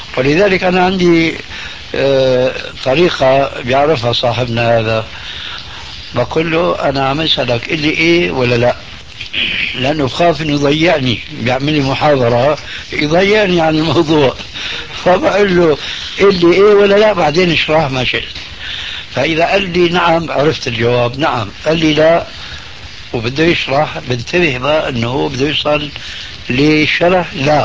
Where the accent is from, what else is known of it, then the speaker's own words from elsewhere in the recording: Syria; انا باعتباري سوري يعني أخذت عجوة من سوريا